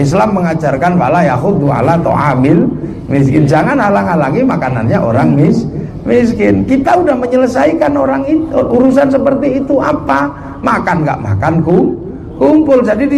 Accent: Java, Indonesia; Orang Jawa kita ini, orang Jawa itu dengan orang tuanya kan paling perhatian

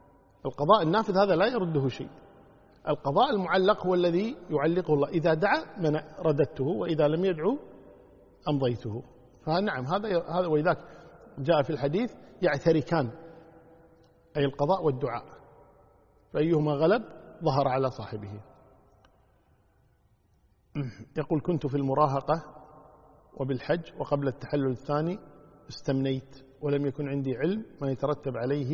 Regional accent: Kuwait; والله إذا كان عندنا في الكويت تروح الوزارة تكلمهم

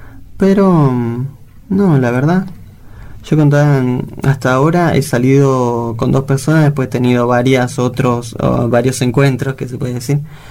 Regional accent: Bolivia; now in Argentina; Yo soy boliviano y la verdad estoy orgulloso y también de acá en Argentina de poder ahora adaptarme, lo que sí me costó mucho.

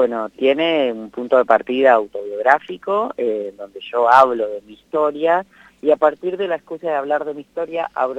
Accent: Buenos Aires, Argentina; no soy un pibe de barrio porque me mudé 20 veces, uh-huh. literal, pero sí soy porteño, he pasado por muchos barrios porteños.

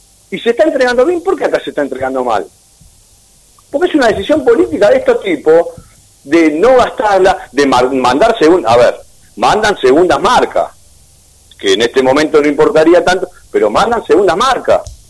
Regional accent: Remedios de Escalada, Buenos Aires Province, Argentina; yo soy de Escalada, muchachos, yo quiero laburar en Escalada.

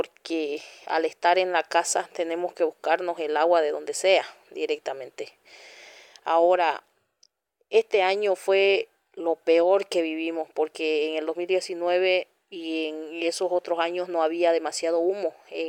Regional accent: San Juan de Chiquitos, Santa Cruz, Bolivia; soy presidenta de la Organización de Mujeres Indígenas de la Comunidad San Juan de Chiquitos, de la TCO Turboeste, municipio de San José de Chiquito, del departamento de Santa Cruz.

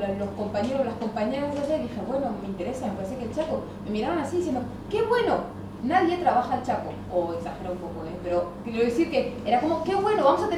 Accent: France; now in Buenos Aires, Argentina; yo ahora tengo la sensación de venir de fuera porque vengo de Buenos Aires, no porque venga de Francia, ya crucé el charco hace 12 años, ya está cruzado el charco.

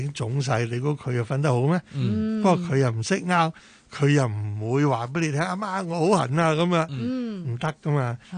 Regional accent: Hong Kong

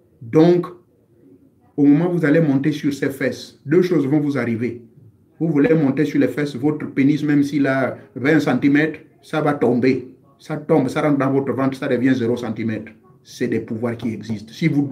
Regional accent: Lambaréné, Moyen-Ogooué, Gabon; Il existe une feuille qui existe chez moi à Lambaréné. Elle existe chez moi également du côté de mes parents maternels dans la zone de Ndougou, dans le Fer Navaz.

